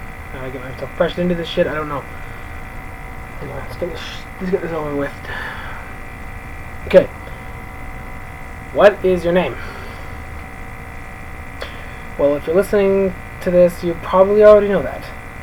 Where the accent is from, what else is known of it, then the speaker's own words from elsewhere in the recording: Canada; I am from Canada. And yes, I'm pretty sure I'm living there now.